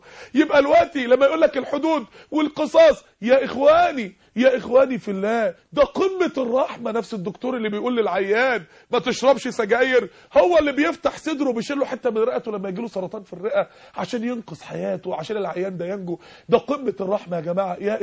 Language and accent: Arabic; Egypt; عندنا في مصر 16 مليون عانس ومطلقه